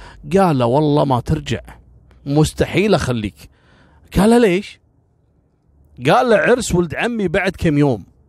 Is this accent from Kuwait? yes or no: yes; Kuwait; صارت عندنا في الكويت قبل كم سنة